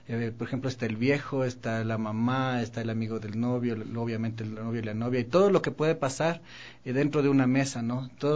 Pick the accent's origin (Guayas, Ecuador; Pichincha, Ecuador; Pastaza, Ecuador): Pichincha, Ecuador; Quito; nosotros como somos quiteños tenemos esta forma de hablar, ¿no?